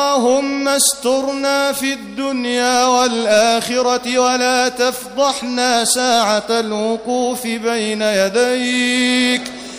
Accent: Egypt; اللهم أنزل على بلدنا مصر أمنك وأمانك

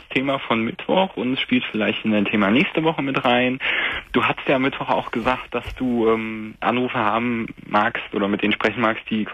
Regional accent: Hesse, Germany; Also er wohnt in Bayern und ich komme aus Hessen.

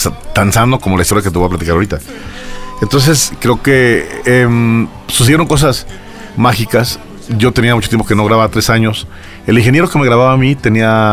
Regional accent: Aguascalientes, Mexico; Y lo primero que hice fue llegar a la barra de un bar de allá de mi tierra de Aguascalientes.

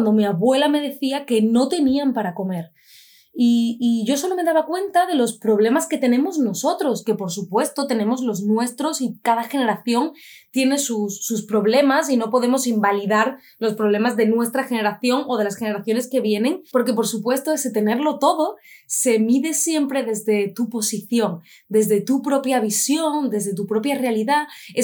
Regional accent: Andalusia, Spain; hay ruido, somos andaluces, eso también se nota, por supuesto.

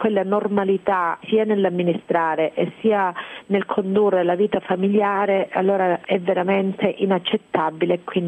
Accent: Calabria, Italy; born there; Io mi sento profondamente italiana, io mi sento italianissima. Sono nata in Calabria, ho studiato a Bologna, vivo in Calabria per scelta

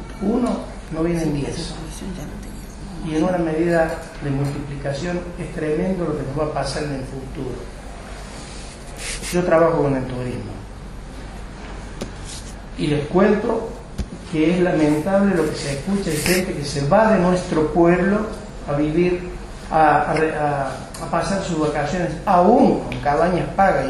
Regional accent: Capilla del Monte, Córdoba, Argentina; born there; Yo soy nacido en Capilla del Monte.

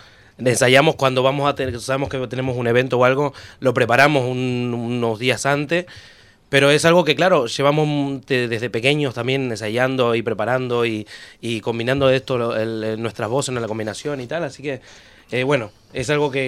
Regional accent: Uruguay; now in Ibiza, Spain; Somos uruguayos.

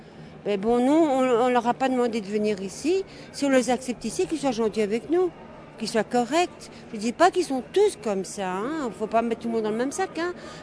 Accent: Belgium; Chez nous, en Belgique, il y a tant de gens qui ont besoin et qu'on ne fait rien pour eux.

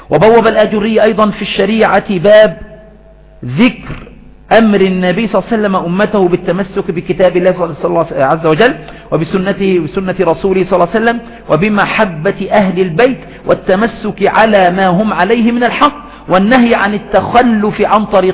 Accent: Aswan, Aswan Governorate, Egypt; لا سيما عندنا في أسوان وفي غيرها من الصعيد

